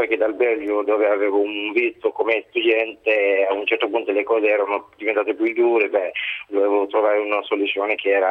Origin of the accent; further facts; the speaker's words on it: Senegal; Italian is a second language; now in Alessandria, Italy; Io sono del Senegal, ma vivo qui in Alessandria da 4 anni.